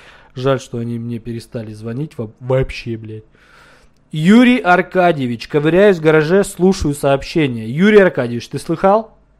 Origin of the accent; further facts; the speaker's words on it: Krasnodar, Krasnodar Krai, Russia; also born or lived in Almaty, Kazakhstan; Я из Краснодара. А вообще, ребят, я родился в Казахстане, в Алмате. Давно уехал, но вообще родился в Казахстане, в Алмате. Ну, я не казах, я русский.